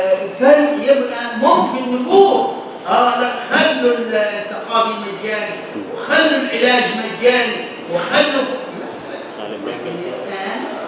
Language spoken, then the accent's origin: Arabic; Egypt; إذا الواقع العمل اللي عندنا في مصر الآن